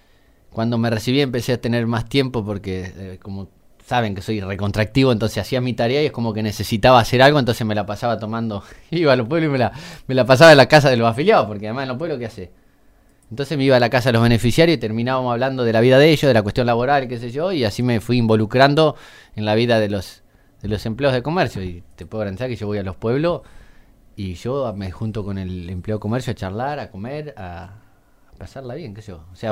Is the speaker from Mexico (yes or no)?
no; Casbas, Buenos Aires, Argentina; born there; Nací en Casbas. Uh-huh. Nací en Casbas, hijo de madre soltera